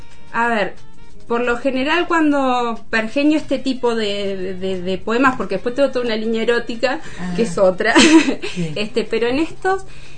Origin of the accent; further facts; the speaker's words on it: Zapala, Neuquén, Argentina; born there; also born or lived in La Plata; now in Neuquén, Argentina; Nací en Zapala en 1977, mis viejos empleados públicos del Hospital de Zapala. En el 97 viajé a La Plata a estudiar letras. Volví en el 2006, previo un viajecito por Perú para terminar una licenciatura.